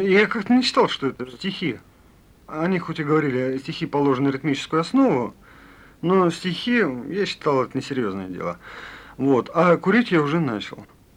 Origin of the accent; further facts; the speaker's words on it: Kharkiv, Kharkiv Oblast, Ukraine; also born or lived in Voronezh, Russia; Родился я в Воронеже. Вот. А спустя год моя мама переехала обратно к своему мужу, к моему отцу, в Харьков.